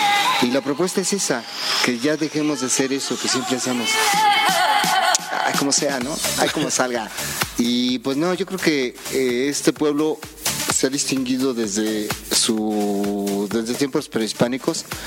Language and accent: Spanish; Mexico; Y como mexicanos nos tenemos que sentir muy orgullosos